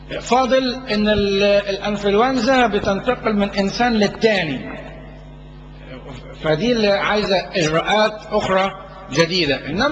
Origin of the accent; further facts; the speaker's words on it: Egypt; وعندنا في مصر هنا اعدموا طيور كتير جدا